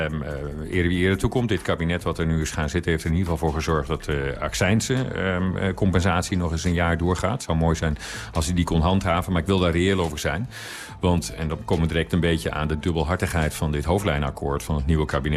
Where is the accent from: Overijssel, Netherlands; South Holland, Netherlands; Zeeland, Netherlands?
Overijssel, Netherlands; ik woon zelf dus op platteland, althans wat in Nederland platteland wordt genoemd. Ik kom uit Twente.